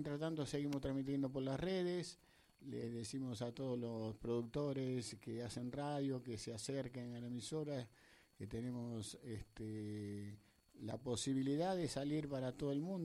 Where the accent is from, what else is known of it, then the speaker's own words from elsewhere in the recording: Esteban Echeverría, Buenos Aires Province, Argentina; somos todos de Esteban Echeverría.